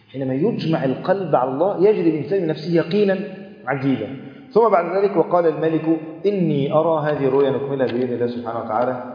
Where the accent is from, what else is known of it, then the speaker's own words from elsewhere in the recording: Egypt; وانت عارف الروتين اصلا عندنا في مصر،